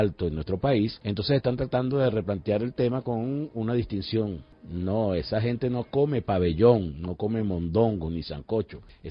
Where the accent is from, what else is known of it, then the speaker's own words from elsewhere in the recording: Venezuela; entre las miles de cosas importantes que debimos conocer como venezolanas y venezolanos